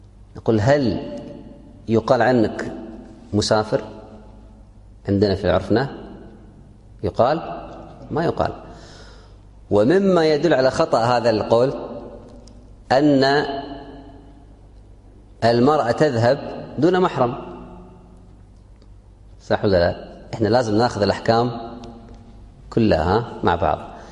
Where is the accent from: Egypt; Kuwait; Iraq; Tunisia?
Kuwait; عندنا في الكويت عرف عام، ما هو عرف منطقة ولا قطعة